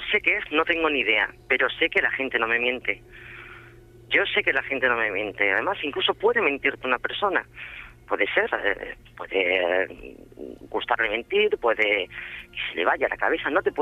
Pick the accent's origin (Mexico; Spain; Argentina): Spain; Extremadura; soy extremeña, adoro mi tierra, es una tierra muy rica, como tú sabes, en tradiciones